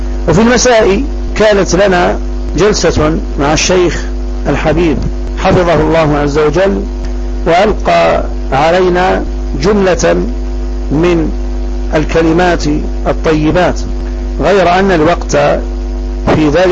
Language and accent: Arabic; Ferdjioua, Mila Province, Algeria; لما استقبلناه من بلدتنا فرجيوة، خرجنا منها